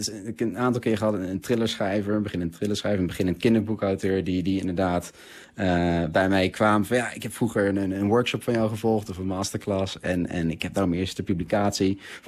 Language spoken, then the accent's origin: Dutch; Netherlands; En ik ben Nederlander